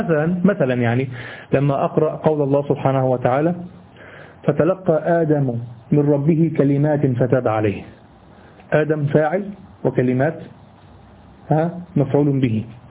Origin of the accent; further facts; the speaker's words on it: Egypt; أما اللي بيحصل عندنا في مصر والدول العربية فهو هياج بس